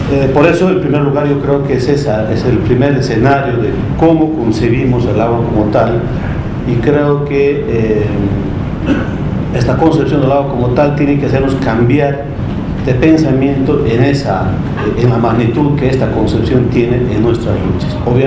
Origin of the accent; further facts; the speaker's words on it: Cochabamba, Bolivia; Yo quiero iniciar diciendo que vengo de Cochabamba